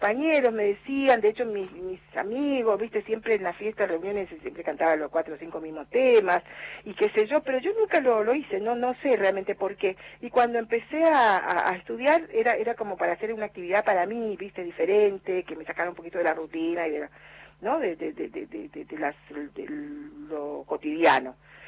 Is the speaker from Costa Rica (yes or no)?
yes; Costa Rica; moved away as an adult; yo nací en Costa Rica, y bueno, qué sé yo, la vida ya hasta los 18 años estuve